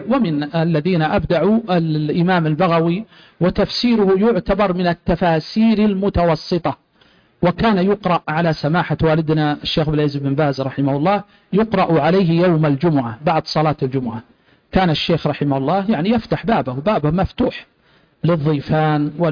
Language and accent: Arabic; Riyadh, Riyadh Province, Saudi Arabia; سجلت رسالة ماجستير عندنا في جامعة الأميرة نورة عندنا في الرياض